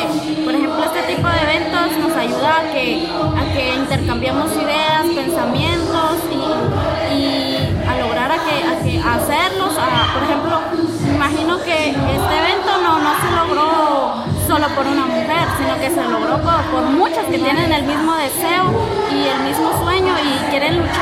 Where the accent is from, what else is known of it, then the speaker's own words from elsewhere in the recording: Guatemala City, Guatemala Department, Guatemala; soy de Ciudad Guatemala y bailo breaking. Mi acá es chiquita y tengo 23 años